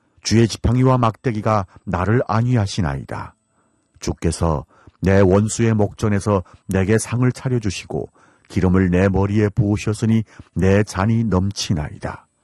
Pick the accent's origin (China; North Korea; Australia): North Korea; now in South Korea; 진행을 맡은 저는 탈북민